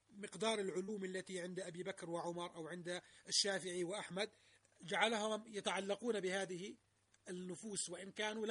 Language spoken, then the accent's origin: Arabic; Jordan; تنزل الناس عندنا في الأردن على البتراء